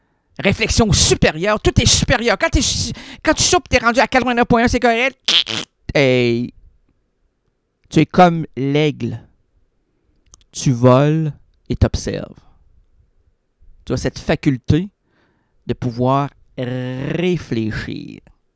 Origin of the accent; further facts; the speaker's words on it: Quebec, Canada; Déjà là, moi, je suis un Québécois, je peux comprendre la balloune.